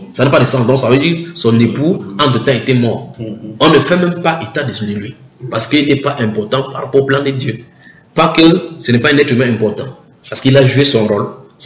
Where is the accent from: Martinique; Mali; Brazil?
Martinique; je suis des Antilles, la Martinique.